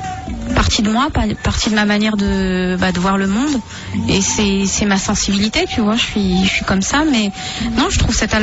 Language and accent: French; Saint-Denis, Île-de-France, France; born there; j'ai montré à mon fils où je suis née, à Saint-Denis.